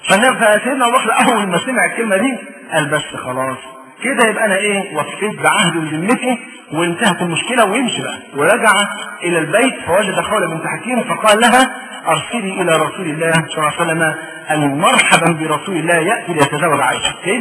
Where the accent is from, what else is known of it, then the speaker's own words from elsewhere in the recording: Egypt; والبيئه هي اللي بتحكم، احنا عندنا في مصر